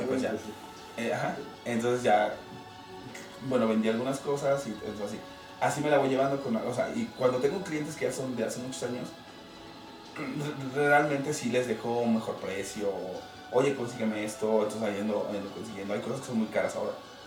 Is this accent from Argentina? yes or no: no; Mexico; somos mexicanos, estamos acostumbrados al regateo, a la oferta-demanda